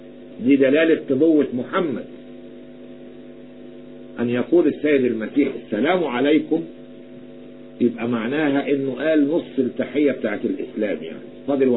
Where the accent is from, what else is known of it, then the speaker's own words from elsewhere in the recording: Egypt; أنا أتحدث كمصري يعلم الرب، لا أتحدث كمسيحي،